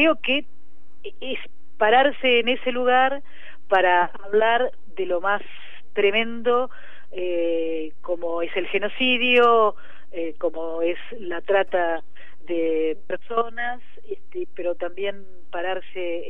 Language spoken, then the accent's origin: Spanish; General Pico, La Pampa, Argentina; Yo soy de La Pampa, de un pueblo que se llama General Pico. Allí nací